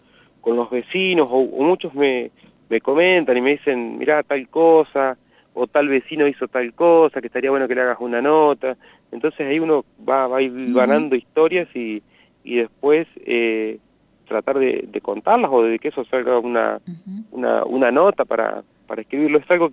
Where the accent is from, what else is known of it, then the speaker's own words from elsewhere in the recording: Telén, La Pampa, Argentina; Y era una señora que yo conozco, porque soy de Telén